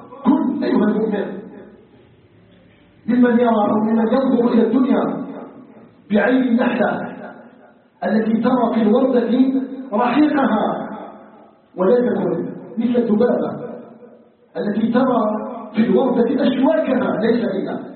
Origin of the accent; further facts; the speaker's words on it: Algeria; اساله جل وعلا ان يجعل بلدنا الجزائر بلدا امنا مطمئنا